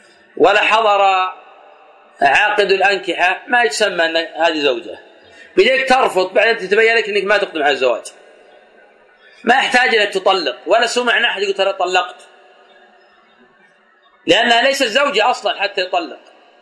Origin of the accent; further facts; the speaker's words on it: Najd, Saudi Arabia; كما يفعل الآن بعض الناس في عادة عندنا في نجد